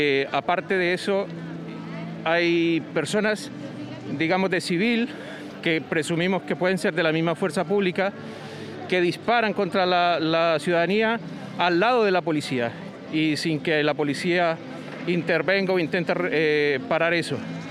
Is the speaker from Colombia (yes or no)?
yes; Colombia; now in Concepción, Chile; Soy colombiano y en este momento nos estamos manifestando con este pequeño plantón